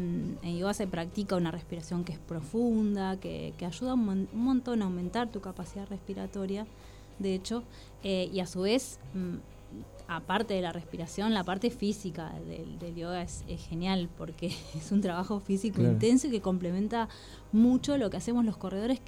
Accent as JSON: {"language": "Spanish", "town": "Mar del Plata", "region": "Buenos Aires Province", "country": "Argentina", "said": "Yo soy de Mar del Plata y corría en la costa y después me fui a estudiar a La Plata."}